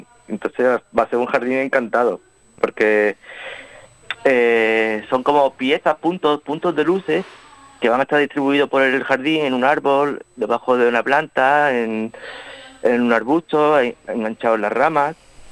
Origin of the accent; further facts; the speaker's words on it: Vélez-Málaga, Andalusia, Spain; en el Centro de Arte Contemporáneo de Vélez Málaga, aquí en mi pueblo